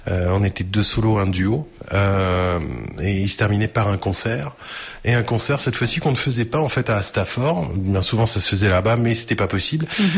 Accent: Neuville-aux-Bois, Centre-Val de Loire, France; Je suis de Neuville-aux-Bois.

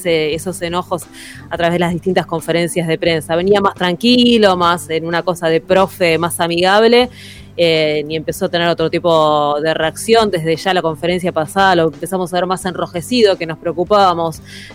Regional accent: Buenos Aires, Argentina; Para seguir demostrando que somos muy porteños

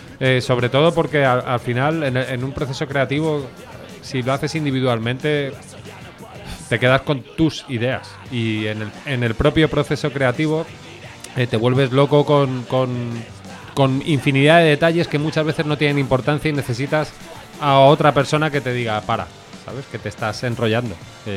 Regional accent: Benidorm, Valencian Community, Spain; born there; Sí, yo soy nacido en Benidorm, en plenas vacaciones de mis padres.

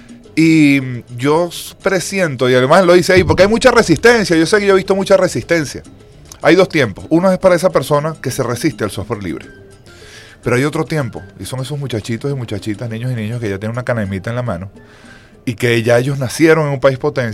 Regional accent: Venezuela; Eso nos ha servido además como venezolanos, ciertamente, ¿no?

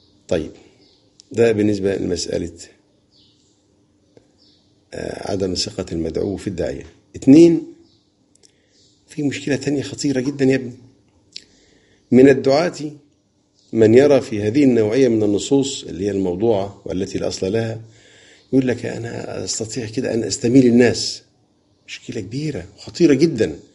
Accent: Egypt; عندنا في مصر قراءة حفص

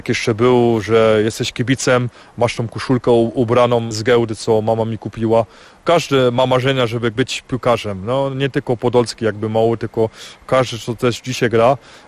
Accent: Sośnica, Silesian Voivodeship, Poland; ja jestem ze Sośnicy, to jest jak dom. Ja tam te ludzie znam, ulicy znam, restauracje znam, te knajpy tam znam.

